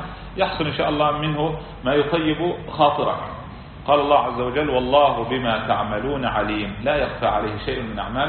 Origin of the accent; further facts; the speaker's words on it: Kuwait; يعني مثلا عندنا في الكويت طريقة الناس هكذا